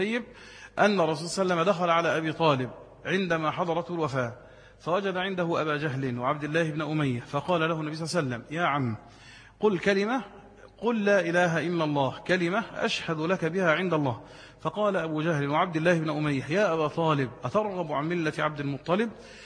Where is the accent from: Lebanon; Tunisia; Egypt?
Egypt; قلت انا مواطن مصري ولي حرية التنقل في البلد